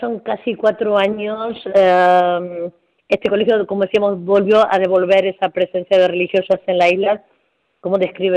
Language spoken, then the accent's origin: Spanish; Luján, Buenos Aires Province, Argentina; born there; yo tuve la suerte de nacer en Luján